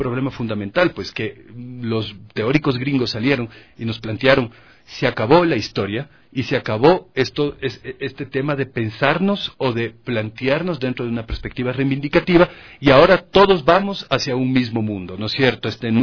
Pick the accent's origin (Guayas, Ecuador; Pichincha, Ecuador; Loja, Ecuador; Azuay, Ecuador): Pichincha, Ecuador; Quito; como gente que estábamos creciendo, como quiteños, como ecuatorianos, que estábamos creciendo en la década de los 90s